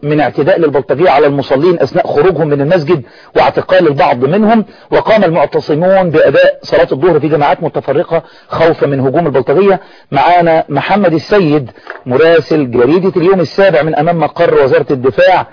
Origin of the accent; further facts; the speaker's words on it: Egypt; يعني ما فيش ثقافة اعتصام سلمي عندنا في مصر،